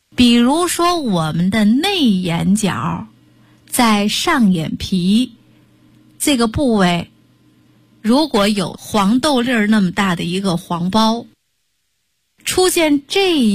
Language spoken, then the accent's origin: Chinese; Shandong, China; 我们山东人管这样就叫魔怔